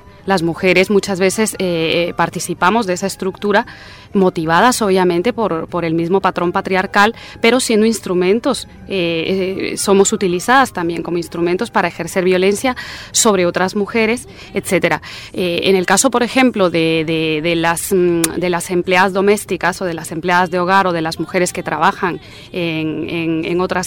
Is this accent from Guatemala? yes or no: yes; Guatemala; coordinadora de proyectos de la Plataforma de Mujeres Artistas contra la Violencia de Género y soy guatemalteca también.